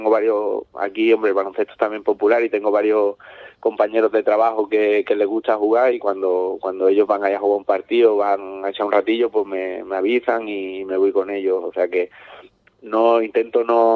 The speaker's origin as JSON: {"language": "Spanish", "town": "Ubrique", "region": "Andalusia", "country": "Spain", "said": "porque sí que es verdad que yo soy muy de Ubrique, me gusta mucho Ubrique"}